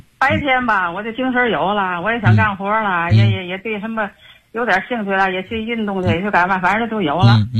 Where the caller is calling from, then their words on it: Tianjin, China; 我是天津的，今年70岁了。